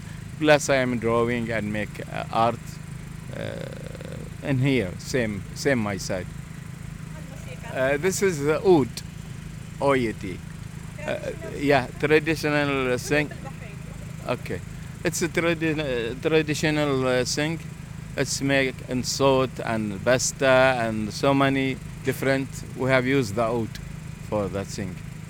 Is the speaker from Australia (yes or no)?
no; Muharraq, Muharraq Governorate, Bahrain; And I live in Muharraq, actually. I am from Muharraq, I live in Muharraq.